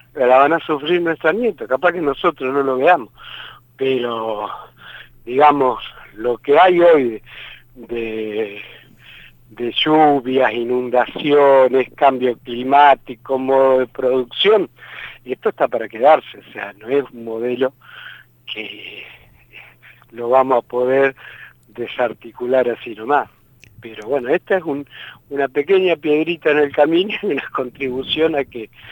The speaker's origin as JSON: {"language": "Spanish", "region": "Santa Fe", "country": "Argentina", "said": "No entendíamos al principio, como cualquier santafesino."}